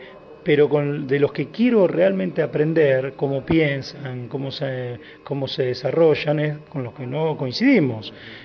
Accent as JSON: {"language": "Spanish", "town": "Moreno", "region": "Buenos Aires Province", "country": "Argentina", "said": "obviamente somos gente positiva de Moreno."}